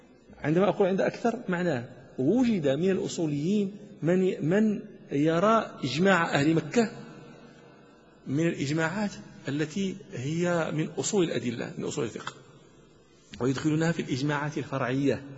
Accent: Morocco; عندنا في المغرب شيء يسمى عمل أهل فاس

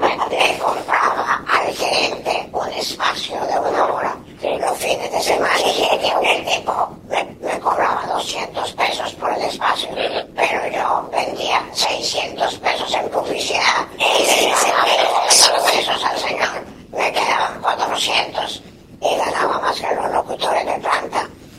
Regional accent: Tuluá, Valle del Cauca, Colombia; yo vengo de Tuluá.

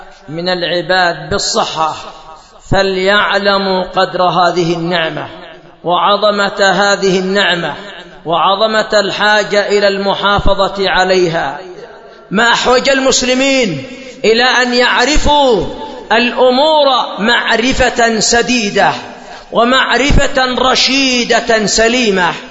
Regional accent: Yemen; هذا المرض قد حصل عندنا في اليمن في بعض المدن

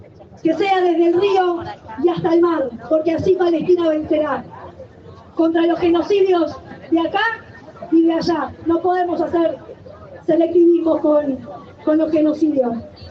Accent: Argentina; Como pueblo argentino exigimos la ruptura de relaciones de Argentina con Israel.

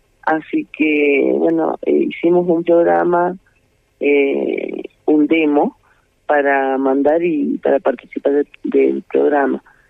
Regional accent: Humahuaca, Jujuy, Argentina; No, yo trabajo y vivo acá, pero soy de Humahuaca.

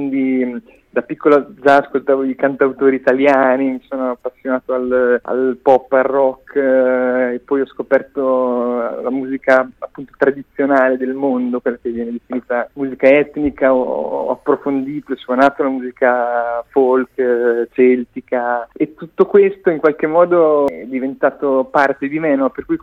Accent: Rimini, Emilia-Romagna, Italy; un piccolo festival vicino alle mie parti, sono riminese

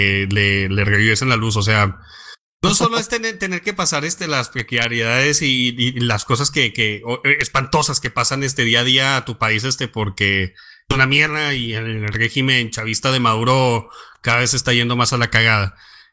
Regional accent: Mexico; yo quiero diseminar esto especialmente en mi país ahora que entró el nuevo presidente legítimo, Andrés Manuel López Obrador, AMLO

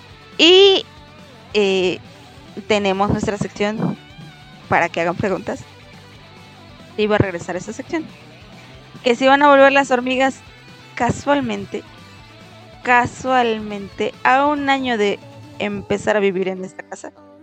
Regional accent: Aguascalientes, Mexico; Soy de México, del hermoso estado de Aguascalientes, ahí vivo yo, lejos del Popocatépetl. Lejos de la ceniza volcánica.

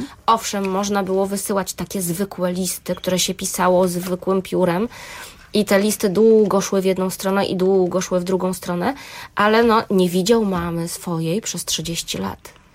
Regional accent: Gdańsk, Pomeranian Voivodeship, Poland; ja właśnie jestem też gdańszczanką, mieszkam w Gdańsku

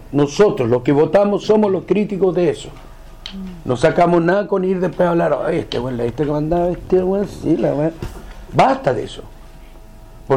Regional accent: Chile; No somos jaguares, somos chilenos. ¿Cachai? Y eso es lo que hay que entender. Y yo no soy el brasilero, yo soy chileno, güey.

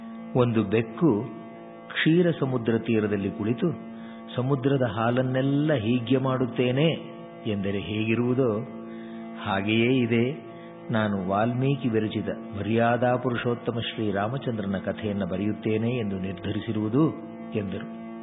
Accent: Mattur, Karnataka, India; ಈ ಶತಮಾನದ 2-3 ದಶಕದಿಂದ ನಮ್ಮ ಊರು ಹೊಸಹಳ್ಳಿ ಮತ್ತೂರಿನಲ್ಲಿ ಭಾರತವಾಚನ ವ್ಯಾಖ್ಯಾನ ಪದ್ಧತಿ ಪ್ರಾರಂಭವಾಯಿತು.

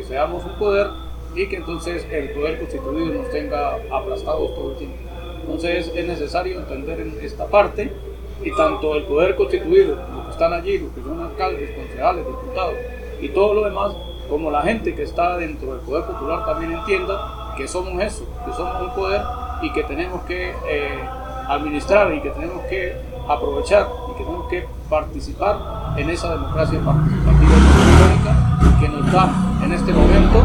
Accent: Venezuela; Entonces es necesario que nosotros como ciudadanos, como venezolanos, aportemos algo hacia esa nueva iniciativa

